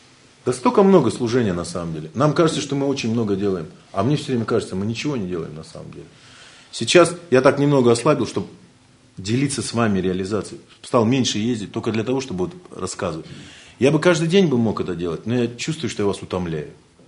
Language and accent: Russian; Ulan-Ude, Buryatia, Russia; по моей речи очень хорошо можно понять, что я из Улан-Удэ, из СССР, что я коренной житель Сибири.